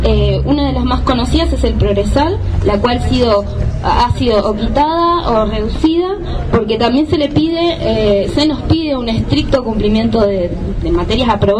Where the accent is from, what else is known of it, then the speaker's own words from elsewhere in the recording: Ingeniero Jacobacci, Río Negro, Argentina; una región que es la de la línea sur, de la que yo vengo. Yo soy de Ingeniero Jacobacci, y es una zona donde no hay universidades